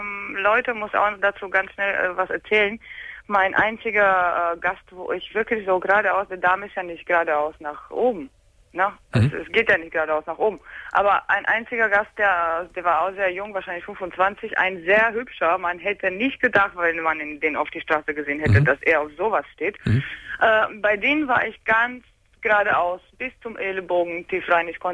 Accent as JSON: {"language": "German", "country": "Romania", "said": "ich komme aus Rumänien, das ist in unserer Kultur auch ein Tabu."}